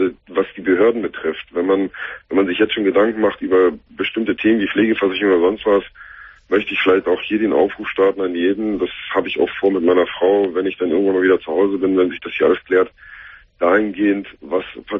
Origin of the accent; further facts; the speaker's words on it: Berlin, Germany; moved away as an adult; ich bin schon seit Jahren weg aus Berlin. Also ich bin selber in Berlin geboren und auch bis zu meinem 22., 23. Lebensjahr habe ich hier verbracht.